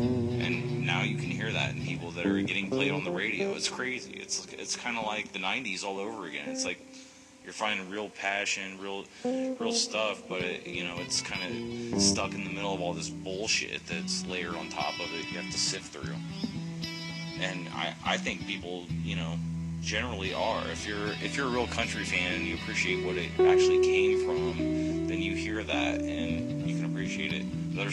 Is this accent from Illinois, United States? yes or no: yes; Illinois, United States; Yeah, I'm from the U.S., yeah. Yeah, I'm from Illinois, out in the middle of fucking nowhere, with a bunch of yahoos that know jack shit about anything.